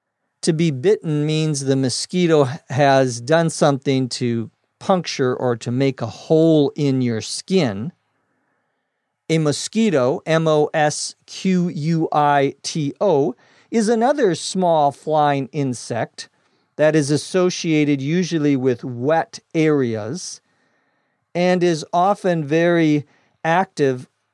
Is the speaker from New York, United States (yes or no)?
no; Minnesota, United States; I remember growing up in Minnesota, when we would go up away from the city, you could always hear in the summertime crickets at night